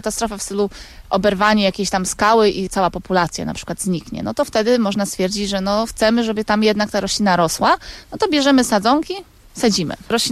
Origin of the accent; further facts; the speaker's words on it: Lesser Poland, Poland; Wychowywałam się w takiej małej wiosce, w Beskidzie Wyspowym, koło Limanowej. To także miejsce po prostu cudne.